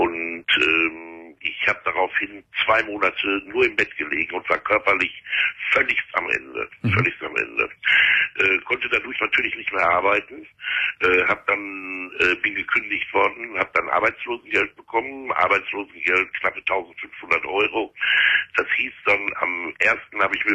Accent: Gelsenkirchen, North Rhine-Westphalia, Germany; Ich komme aus Gelsenkirchen und die Entgiftung hier, das sind nur 20 Plätze

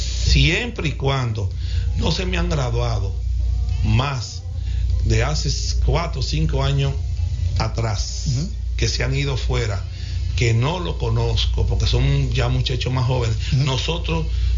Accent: Santiago, Dominican Republic; lo que sabemos y lo que somos de Santiago y lo que somos de cada pueblo

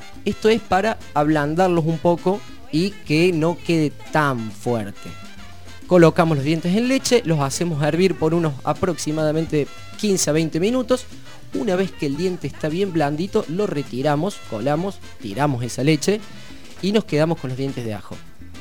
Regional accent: Córdoba, Argentina; de donde yo vengo, de la santa provincia de Córdoba, la República Independentista de Córdoba, se acostumbra mucho a consumir baña cauda

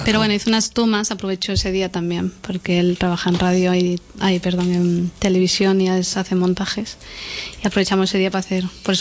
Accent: Jerez de la Frontera, Andalusia, Spain; born there; now in Sabadell, Spain; Yo soy nacida en Jerez de la Frontera.

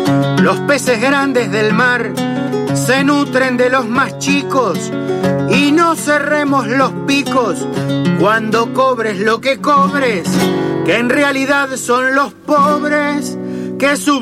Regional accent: Los Toldos, Buenos Aires Province, Argentina; born there; also born or lived in Necochea; now in Nueve de Julio, Argentina; De Los Toldos, nací en Los Toldos, después nos fuimos a vivir un par de años a Necochea. Uh-huh. Y bueno, y después, hace ya como más de 30 años que estamos en 9 de julio. Uh-huh. Provincia de Buenos Aires.

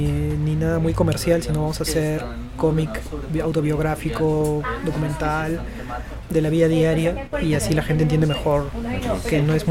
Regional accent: Peru; porque en mi país difícil que un cómic lo sea

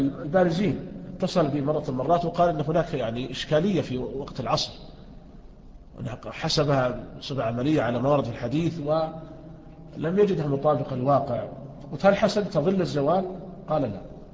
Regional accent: Riyadh, Riyadh Province, Saudi Arabia; يعني مثلا عندنا في الرياض لا ينعدم الظل،

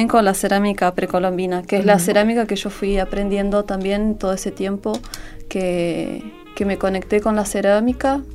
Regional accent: Viedma, Río Negro, Argentina; moved away as an adult; also born or lived in Buenos Aires / La Plata; now in Florianópolis, Brazil; Soy de acá, soy de Viedma, viví hasta los 18. Después, bueno, me fui a vivir a Buenos Aires, a La Plata. Y después, 2015, me fui para Brasil. Y vivo allá, en Florianópolis.

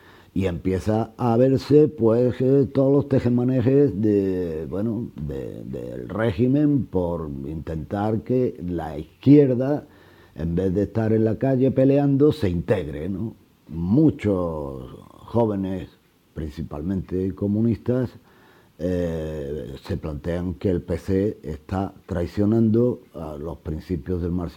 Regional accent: La Herrería, Andalusia, Spain; born there; Nací en La Herrería, una aldea de Fuente Palmera, provincia de Córdoba. En el año 42 me tocó pues crecer en la posguerra, en los años de la hambre.

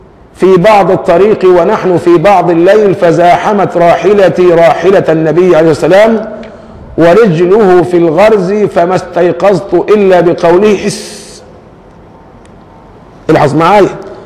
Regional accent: Egypt; ما احنا عندنا كمصريين لوازم كثيرة بتضحك

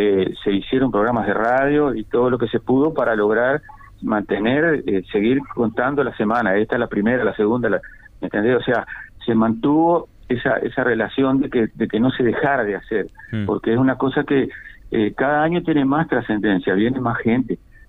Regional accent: Paysandú, Uruguay; Me crié y viví en Paysandú siempre.

